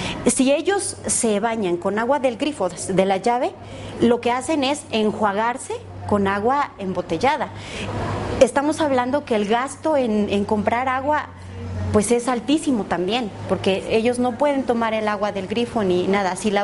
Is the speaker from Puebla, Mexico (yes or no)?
yes; Puebla, Mexico; vengo de México, específicamente del estado de Puebla.